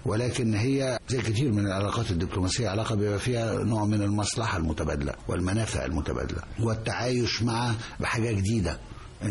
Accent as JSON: {"language": "Arabic", "country": "Egypt", "said": "لما كنت بتعامل انا كمصري او كعضو من السفاره المصريه"}